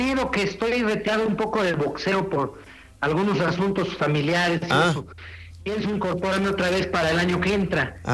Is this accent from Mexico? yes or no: yes; Mexico; yo quisiera que ganara el mexicano, yo soy mexicano.